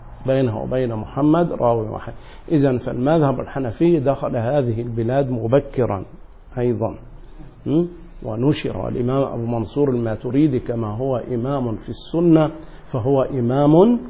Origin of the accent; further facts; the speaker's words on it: Upper Egypt, Egypt; من جنوب القاهرة يسمى صعيد، وأنا من صعيد مصر، أنا صعيدي.